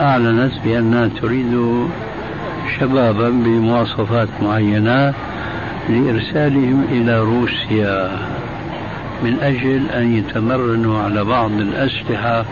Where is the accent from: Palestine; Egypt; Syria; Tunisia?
Syria; والا فكما يقولون عندنا في الشام ابعد عن الشر وغني له